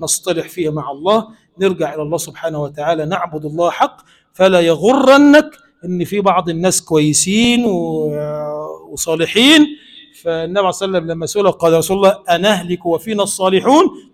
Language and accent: Arabic; Egypt; اللهم اجعل بلدنا مصر بلدا آمنا مطمئنا